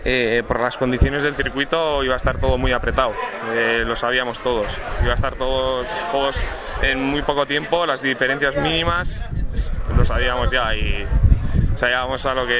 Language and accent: Spanish; Bilbao, Basque Country, Spain; está tiro piedra para nosotros, que somos de Bilbao